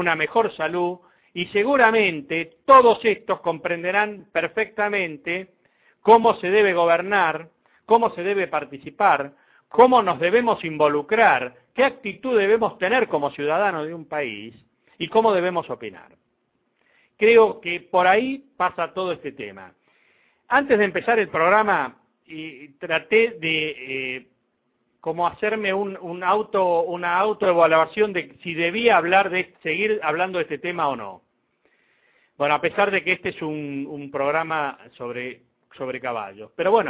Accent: Argentina; Todos somos argentinos, ¿eh?

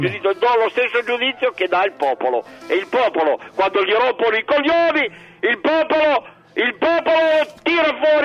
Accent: Turin, Piedmont, Italy; io sono di Torino

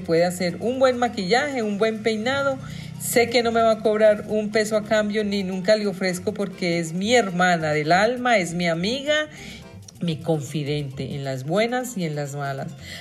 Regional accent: New York, United States; Crecimos en Nueva York, nos conocimos en Nueva York, crecimos juntas, parrandeando y loqueando juntas en la vida de los colombianos en ese estado.

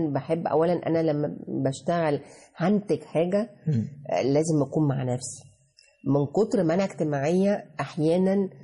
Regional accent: Egypt; واحنا كشعب مصري ساعات بندخل بشدة

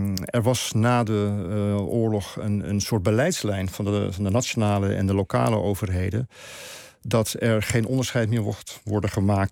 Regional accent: Netherlands; Ja, dat is iets om je voor te schamen als Nederlander.

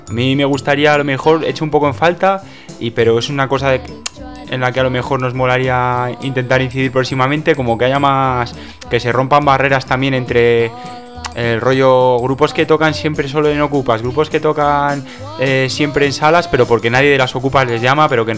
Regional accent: Cartagena, Region of Murcia, Spain; soy de Cartagena

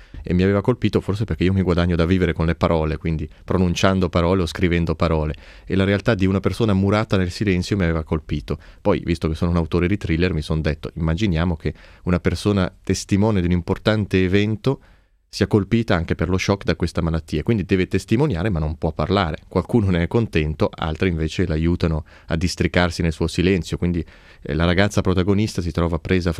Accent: Switzerland; mi fanno i complimenti per come parlo bene italiano, pur essendo svizzero, con mia disperazione.

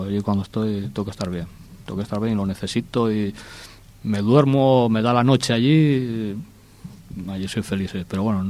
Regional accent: O Carballiño, Galicia, Spain; Soy uno más de donde soy y tampoco quiero alumbrar más que los demás, ¿no? Porque en Carballín hay gente que hace bien teatro

